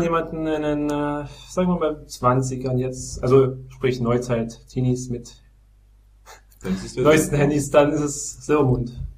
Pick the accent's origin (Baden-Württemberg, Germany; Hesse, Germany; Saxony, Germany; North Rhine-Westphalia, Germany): Saxony, Germany; Bautzen; Also meine erste wirklich kurze Reise hat begonnen mal in meiner Heimatstadt Bautzen. Also da komme ich her aus